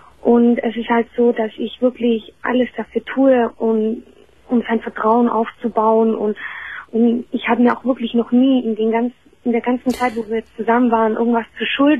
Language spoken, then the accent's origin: German; Germany; Ja, ich bin Deutsche.